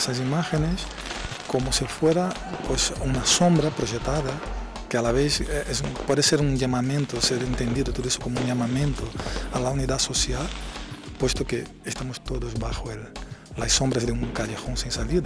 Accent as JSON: {"language": "Spanish", "country": "Brazil", "second_language": "Spanish", "moved": "yes", "lives_now": "Madrid, Spain", "said": "soy un artista brasileño afincado en Madrid desde 2005"}